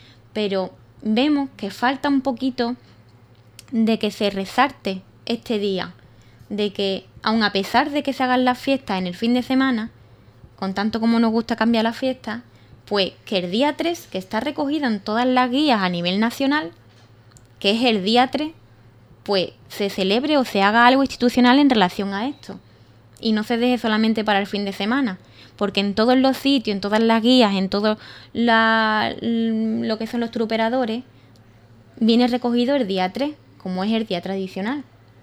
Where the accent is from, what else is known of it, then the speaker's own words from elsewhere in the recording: Andalusia, Spain; cuando es que encima somos los andaluces el servicio de salud el que cobra menos